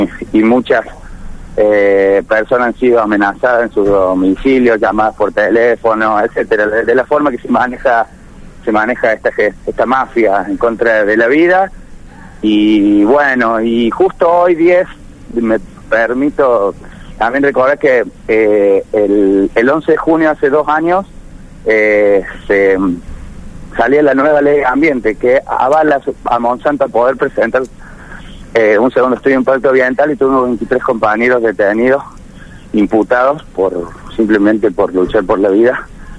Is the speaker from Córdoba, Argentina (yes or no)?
yes; Córdoba, Argentina; soy vivo 5 minutos de Malvinas, ¿no? Un pueblo que está muy cerca, no soy vecino precisamente de Malvinas, soy de un barrio de Córdoba, pero estoy muy cerca de ellos.